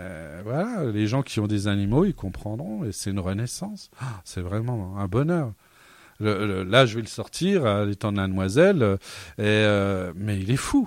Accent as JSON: {"language": "French", "region": "Grand Est", "country": "France", "said": "Parce que normalement, je suis vosgien. Non, je suis lorrain depuis 800 ans, hein, puisque ma famille a construit un village dans la plaine des Vosges par ma mère"}